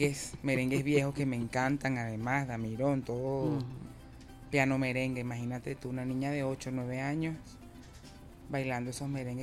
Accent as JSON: {"language": "Spanish", "town": "Caracas", "region": "Capital District", "country": "Venezuela", "tie": "born or raised there", "said": "En la parroquia Caricuao, pero criada en La Vega."}